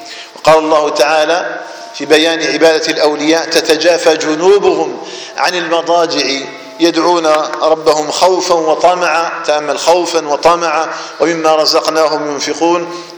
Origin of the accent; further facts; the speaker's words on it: Algeria; بلدنا الجزائر